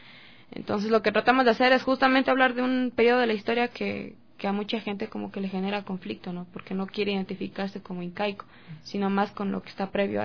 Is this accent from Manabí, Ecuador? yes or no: no; Quito, Pichincha, Ecuador; nosotros como estudiantes, ex estudiantes y también como ciudadanos quiteños nos damos cuenta